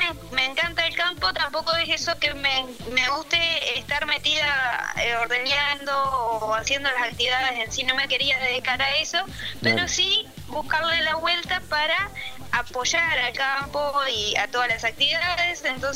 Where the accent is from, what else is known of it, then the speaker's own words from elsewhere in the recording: Cardona, Soriano, Uruguay; yo en realidad soy de Cardona, entonces queda en el límite. Sí. Y la escuela la hice en el departamento de Colonia y el liceo en Soriano.